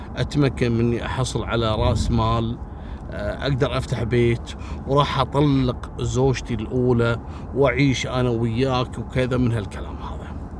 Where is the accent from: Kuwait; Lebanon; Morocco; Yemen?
Kuwait; أو أنا ما شفتها عندنا في الكويت